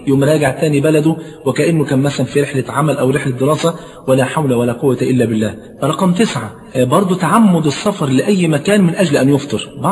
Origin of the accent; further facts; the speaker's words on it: Egypt; طبعا انت عارف عندنا في مصر الفول فرض عين مش كفاية